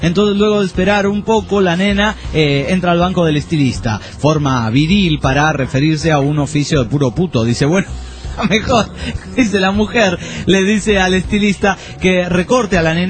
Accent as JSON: {"language": "Spanish", "town": "San Diego de Alejandría", "region": "Jalisco", "country": "Mexico", "said": "de Jalisco, de San Diego de Alejandría, Jalisco."}